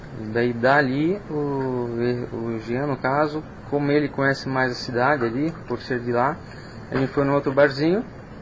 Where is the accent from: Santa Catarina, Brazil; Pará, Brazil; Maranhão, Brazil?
Santa Catarina, Brazil; Guaramirim; já que sou de Guaramirim